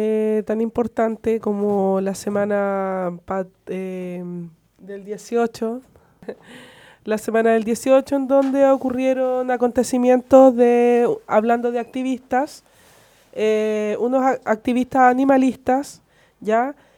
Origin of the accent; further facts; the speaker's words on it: Chile; como un deporte que no nos representa a todos como chilenos